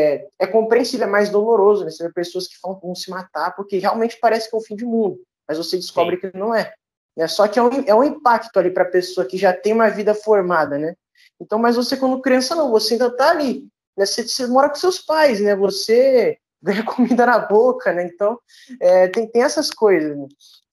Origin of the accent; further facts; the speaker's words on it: Duque de Caxias, Rio de Janeiro, Brazil; É, eu sou aqui da Baixada Fluminense, Duque de Caxias, né?